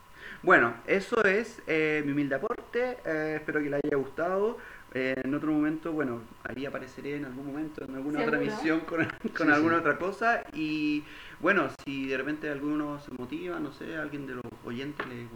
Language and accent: Spanish; Chile; estoy segurísimo, como chileno que soy